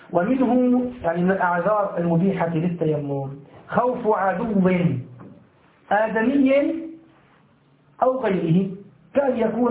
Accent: Syria; مثل ما يحصل الآن في المناطق المحاصرة عندنا في سوريا

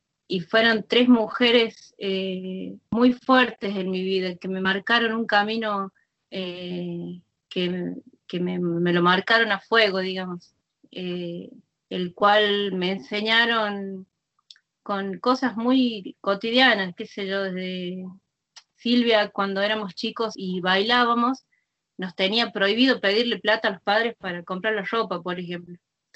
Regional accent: Chilecito, La Rioja, Argentina; born there; en mi caso, yo nací en Chilecito.

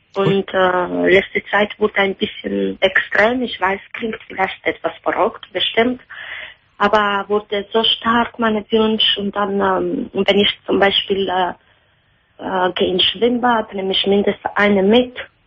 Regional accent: Italy; German is a second language; Ich bin Italienerin.

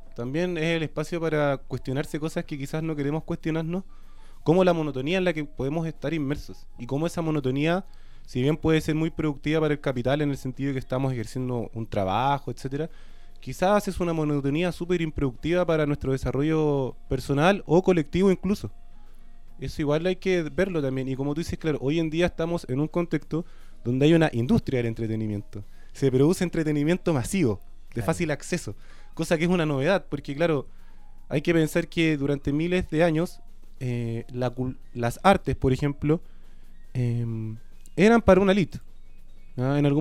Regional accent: Valparaíso, Chile; born there; terminamos viviendo juntos en la calle donde nací, en Valparaíso.

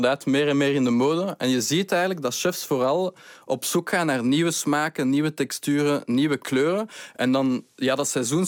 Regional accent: Brussels, Brussels-Capital Region, Belgium; Ik ben afkomstig uit Brussel. Ik kende niets van planten.

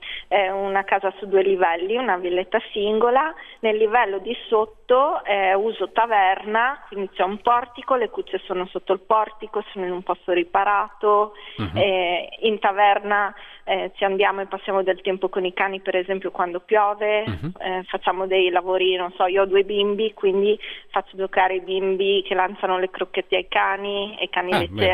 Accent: Tuscany, Italy; now in Bologna, Italy; No, perché io sono toscana.

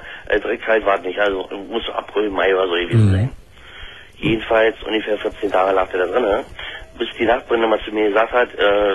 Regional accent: Brandenburg, Germany; Ich bin aus Brandenburg.

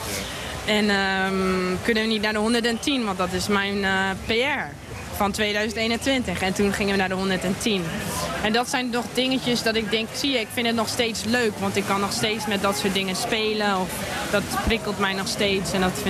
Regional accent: France; also born or lived in Netherlands; now in Germany; ik ben in Nederland geboren. Maar dan... Mijn ouders zijn naar Frankrijk gegaan toen ik 7, 8 jaar was. En toen zelf in Frankrijk getraind. Nou, nu Duitsland.

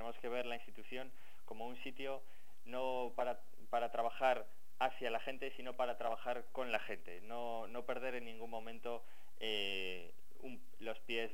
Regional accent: Basque Country, Spain; yo soy vasco, vivo

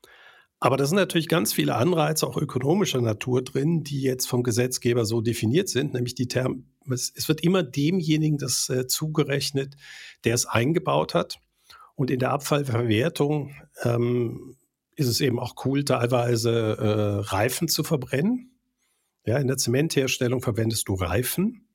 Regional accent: Switzerland; Bei uns in der Schweiz wird in Europa genauso sein.

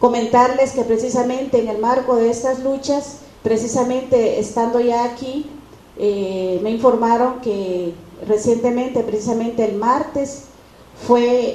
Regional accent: Guatemala; Efectivamente, vengo de Guatemala.

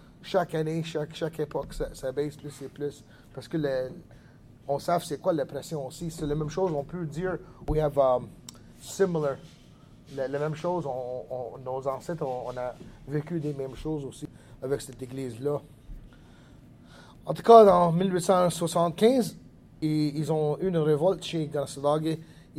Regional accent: Kanesatake, Quebec, Canada; French is a second language; J'étais 18 ans quand ça a déclenché. J'étais impliqué depuis que je suis 17 avec la lutte pour la terre chez nous, à Calasadague.

